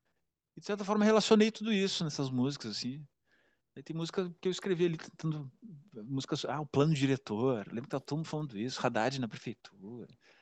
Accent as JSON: {"language": "Portuguese", "town": "Porto Alegre", "region": "Rio Grande do Sul", "country": "Brazil", "moved": "yes", "lives_now": "São Paulo, Brazil", "said": "eu sou de Porto Alegre, vim para São Paulo em 2010, 2011. E em 2015, 2015 para 2016, mudei pro centro"}